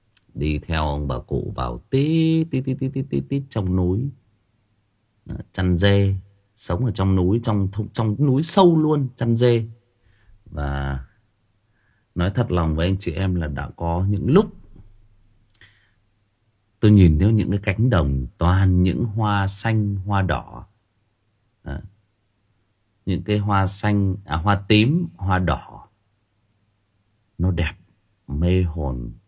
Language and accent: Vietnamese; Thai Nguyen, Vietnam; also born or lived in Lao Cai; Tôi ở Thái Nguyên, tôi sinh ra lớn lên Thái Nguyên, nhưng mà tôi đã có khoảng 5 năm của tuổi thơ của tôi thì ở trên Lào Cai